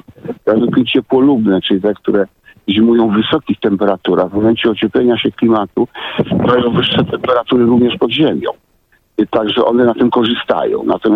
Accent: Wrocław, Lower Silesian Voivodeship, Poland; bo ja jestem z Wrocławia

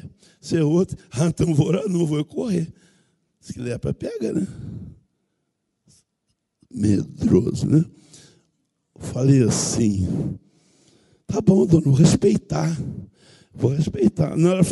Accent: Minas Gerais, Brazil; Vim lá de Minas, um cantão longe.

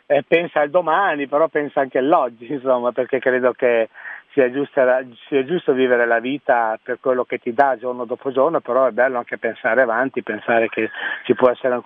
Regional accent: Novellara, Emilia-Romagna, Italy; mi hanno chiamato dal comune del mio paese di Novellara

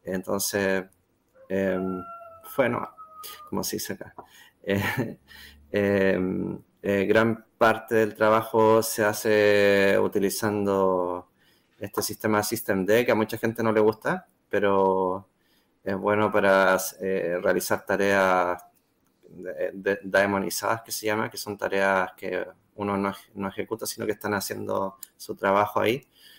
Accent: Santiago, Santiago Metropolitan, Chile; Yo soy de Chile, Santiago. Trabajo en el Centro Sismológico.

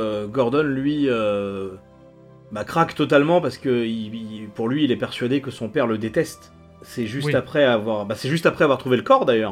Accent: France; Déjà, chez nous, les concours de bouffe comme ça, c'est pas quelque chose de très répandu. Chez nous, en France, et même, j'irais jusqu'à dire en Europe, c'est surtout très américano-centré, ce genre de truc.

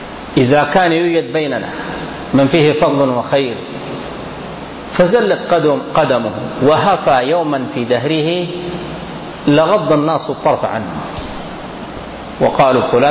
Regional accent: Sudan; كلامنا عندنا في السودان هنا.

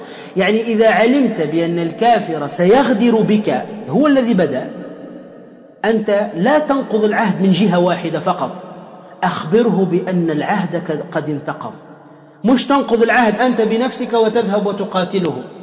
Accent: Tunisia; أضرب لكم مثال عندنا في تونس أيضا

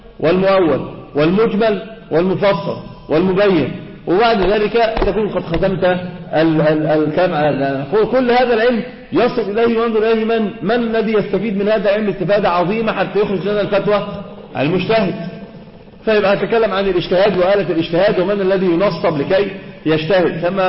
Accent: Egypt; اللي هو كما يقولون كده عندنا في مصر الشيء لزوم الشيء

